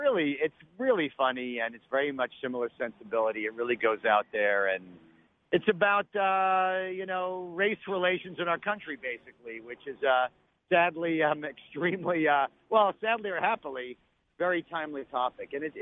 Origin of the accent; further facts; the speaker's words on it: New York, United States; You know, I grew up in New York where I am right now